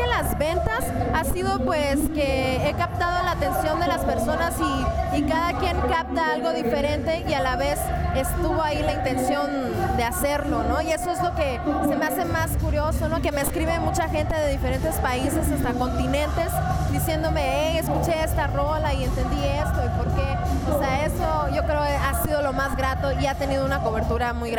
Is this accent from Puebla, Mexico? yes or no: no; Nogales, Sonora, Mexico; yo soy de Nogales, Sonora.